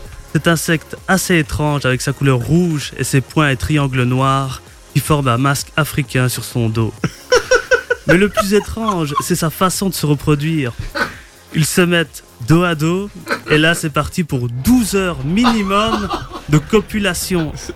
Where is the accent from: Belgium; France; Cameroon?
Belgium; Liège, Wallonia; Je viens de Liège.